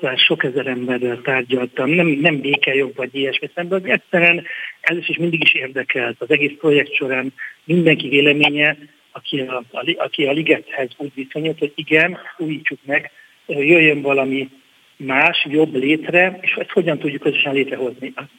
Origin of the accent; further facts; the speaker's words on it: Budapest, Hungary; én itt nőttem fel a idevezető utcában, ide jártam az Istvánba, itt vagyok több mint 15 éve a tétműben, tehát meg az életem fizikailag is nagyon erősen kötődik a ligetet környékéhez